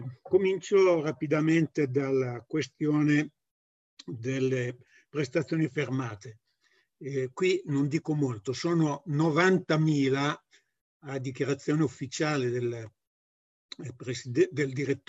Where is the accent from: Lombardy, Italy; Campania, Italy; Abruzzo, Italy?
Lombardy, Italy; Codogno; Io sono di Codogno